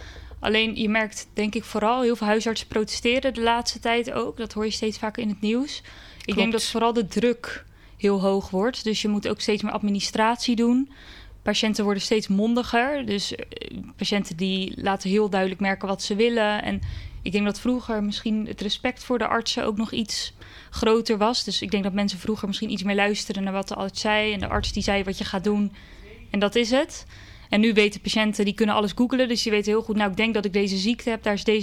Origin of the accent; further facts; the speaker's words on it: Schiedam, South Holland, Netherlands; now in Rotterdam, Netherlands; Ik ben 25 jaar en ik kom uit Schiedam. Daar heb ik eigenlijk mijn hele leven gewoond. Maar nu sinds een paar maanden woon ik in Rotterdam. En ik heb in Schiedam ook altijd op school gezeten. Op Spieringzoek, de middelbare school gedaan.